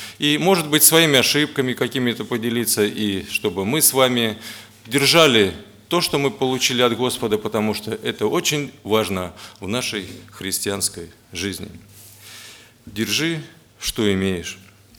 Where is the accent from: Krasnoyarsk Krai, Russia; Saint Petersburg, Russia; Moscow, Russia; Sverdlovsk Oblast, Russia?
Moscow, Russia; а я тут сижу, москвич приехал, важный такой.